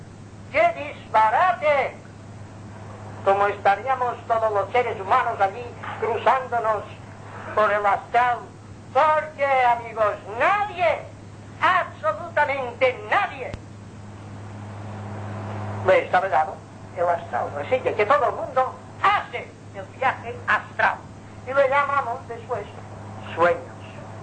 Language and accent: Spanish; Palma, Balearic Islands, Spain; also born or lived in Inca; yo tenía unos 6 o 7 años de edad, porque soy mallorquín, pero de Inca, nací en Inca. Me bajaron a Palma y fuimos a vivir en la Plaza de la Faja